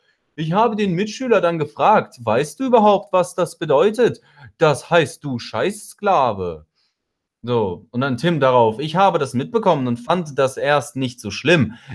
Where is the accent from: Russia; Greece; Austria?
Russia; Ich komme ja aus Russland so